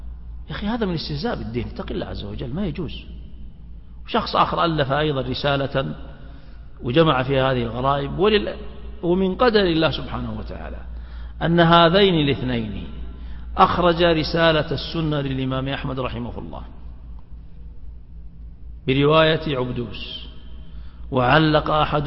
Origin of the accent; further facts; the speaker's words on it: Saudi Arabia; بلادنا المملكة العربية السعودية بحمد الله تبارك وتعالى تخلو من هذا التعصب